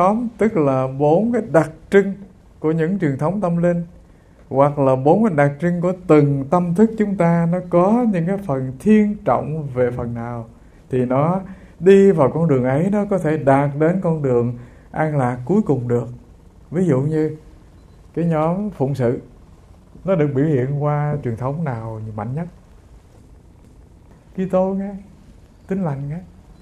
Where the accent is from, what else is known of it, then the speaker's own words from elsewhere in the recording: An Giang, Vietnam; Quê hương tôi hồi xưa, thưa các vị, có cái nơi gọi là Cù Lao Giang. Tức là từ bên này sông Tiền đi ngang qua bên kia thì có một cái nơi